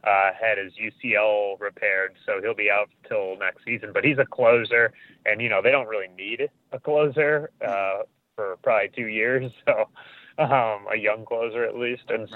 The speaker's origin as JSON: {"language": "English", "town": "Libertyville", "region": "Illinois", "country": "United States", "tie": "born or raised there", "said": "from my hometown of Libertyville"}